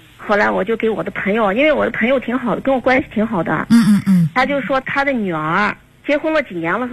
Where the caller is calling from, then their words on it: Xinjiang, China; 我是新疆的朋友，48岁